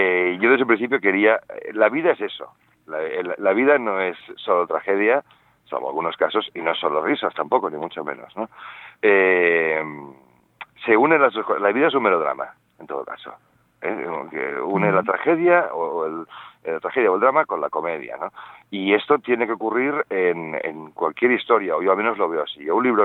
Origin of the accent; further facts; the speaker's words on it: Barcelona, Catalonia, Spain; De hecho, yo soy de Barcelona.